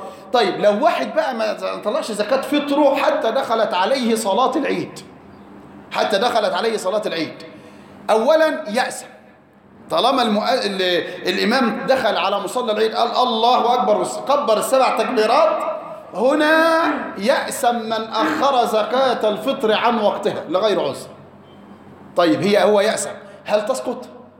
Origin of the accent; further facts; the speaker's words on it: Egypt; غالب قوت البلد عندنا في مصر ايه؟ الرز